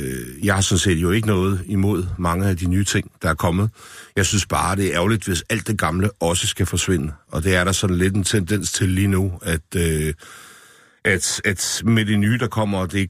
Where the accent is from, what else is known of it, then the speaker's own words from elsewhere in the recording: Esbjerg, Region of Southern Denmark, Denmark; Nu havde jeg gået på værtshus, siden jeg var 14 år i Esbjerg, hvor jeg kommer fra.